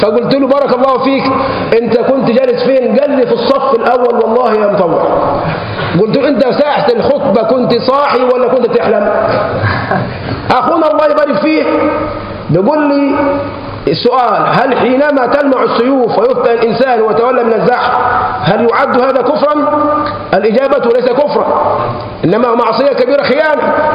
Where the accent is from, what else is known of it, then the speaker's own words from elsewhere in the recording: Egypt; احنا كشعب مصري شعب مغلوب بالعاطفه، مهزوم بالعاطفه.